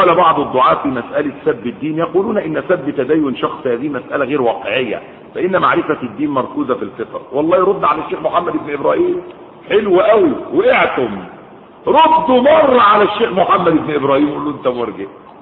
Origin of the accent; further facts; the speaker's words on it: Sudan; عندنا في السودان